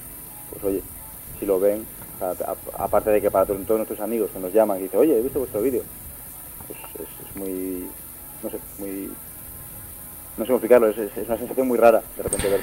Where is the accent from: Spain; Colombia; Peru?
Spain; Cantabria; como somos casi todos de Cantabria y queríamos dejarlo todo en casa, lo grabamos en Cantabria